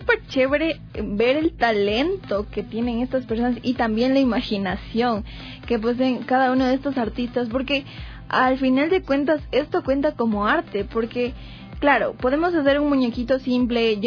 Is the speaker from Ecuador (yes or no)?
yes; Ecuador; nos hacen como que unirnos un poquito más como familia, como personas, como ecuatorianos sobre todo